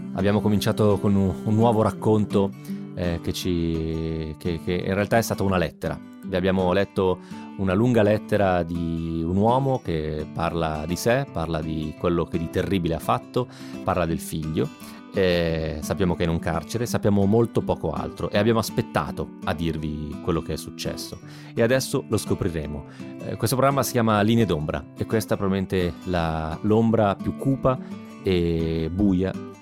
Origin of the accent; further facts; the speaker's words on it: Sondrio, Lombardy, Italy; moved away as an adult; now in Milan, Italy; Erano 9 anni ormai che non passavo 8 settimane intere e consecutive nella mia città natale, Sondrio.